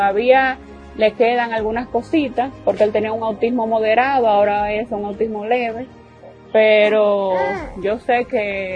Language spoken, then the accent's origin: Spanish; Dominican Republic; y soy de la República Dominicana.